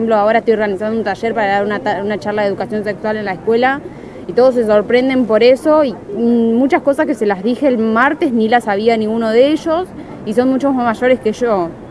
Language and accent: Spanish; Santa Fe, Argentina; Yo soy de Santa Fe y lo hacía ya con una ONG de Santa Fe.